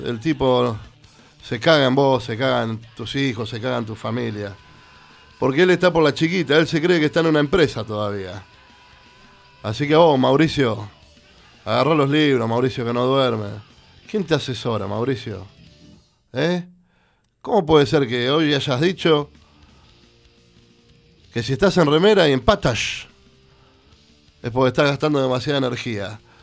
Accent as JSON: {"language": "Spanish", "region": "Buenos Aires", "country": "Argentina", "tie": "born or raised there", "said": "yo nací acá en la ciudad de Buenos Aires, me considero bien porteño."}